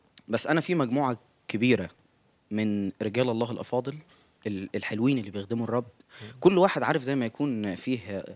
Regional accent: Minya, Minya Governorate, Egypt; وأنا من المنيا.

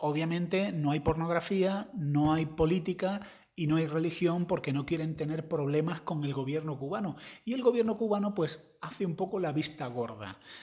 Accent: Andalusia, Spain; Yo que soy andaluz y que soy graciosete, me llevo muy bien con ellos.

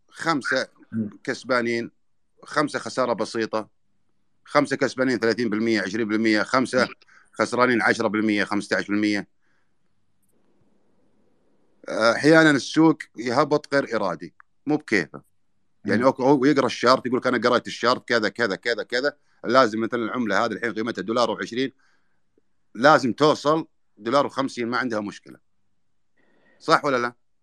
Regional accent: Kuwait; يعني أنا من الكويت ها، أكبر جمهور كان فيها جمهور الكويتي

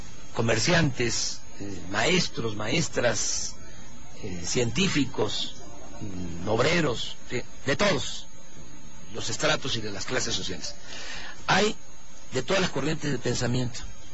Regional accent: Tabasco, Mexico; Sí, en mi tierra y en mi agua.

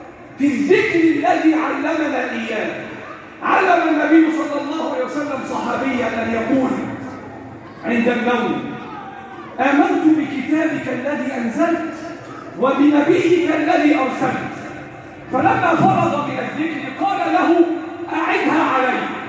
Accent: Egypt; اللهم احفظ بلدنا مصر

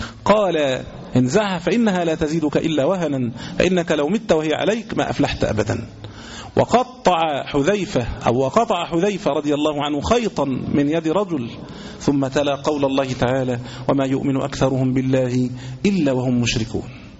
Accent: Egypt; زي مثلا عندنا في مصر كانوا عاملين التميمة حورس

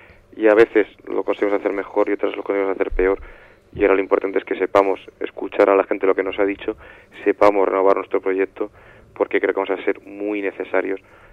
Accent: Alcorcón, Community of Madrid, Spain; yo soy de Alcorcón

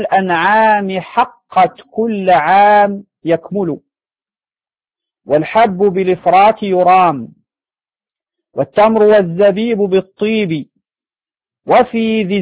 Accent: Morocco; يعني عندنا في المغرب هذا نوع من الشعير هو السلك

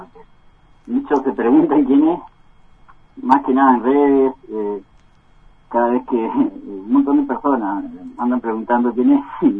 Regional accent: Bariloche, Río Negro, Argentina; born there; Sí, somos todos nacidos en Bariloche.

